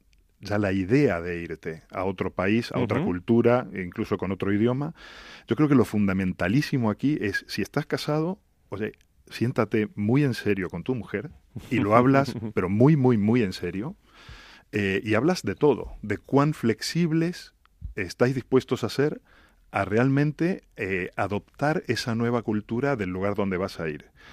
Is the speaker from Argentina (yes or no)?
yes; Argentina; moved away; Estas épocas, especialmente en Navidad, son de familia, al menos en mi caso, como argentino que soy.